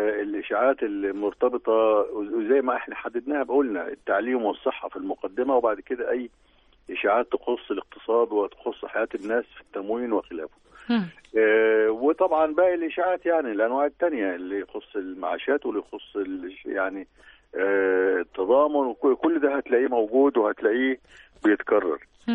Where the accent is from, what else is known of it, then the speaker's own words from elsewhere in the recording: Egypt; في اماكن كتير في مش عندنا في مصر وبس، لا اللي حصل عندنا قبل كده